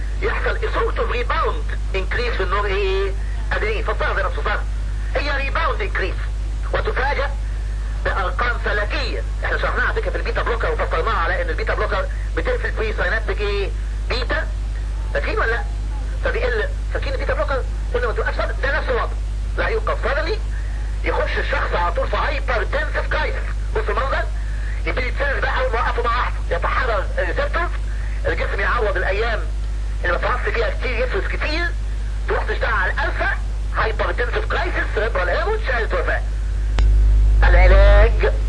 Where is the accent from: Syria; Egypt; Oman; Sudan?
Syria; انا سوري بقول يعني